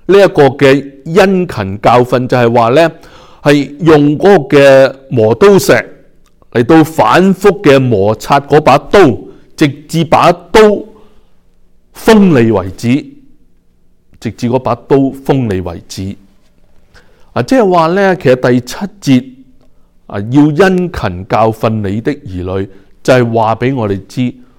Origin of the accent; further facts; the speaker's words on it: China; 特别系我哋中国人